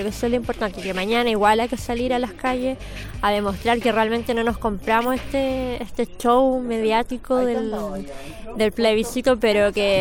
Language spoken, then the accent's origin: Spanish; Valparaíso, Chile; soy de La Loma, sí, fui a votar a Playa Ancha.